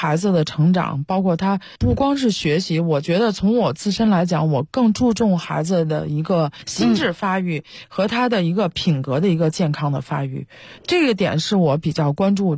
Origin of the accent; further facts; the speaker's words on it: China; 我们都是从国内长大受国内教育一直以来哈，